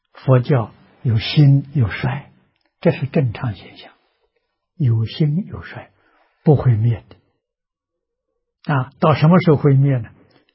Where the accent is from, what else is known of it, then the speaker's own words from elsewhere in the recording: China; 我们中国人老祖宗对于历史非常重视。啊，跟印度人不一样。